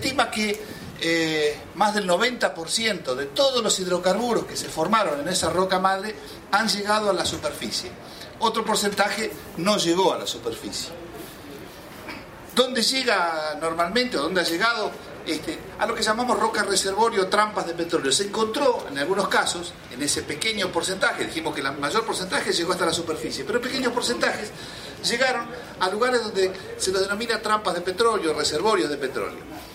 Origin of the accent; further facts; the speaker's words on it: Argentina; Yo soy de Argentina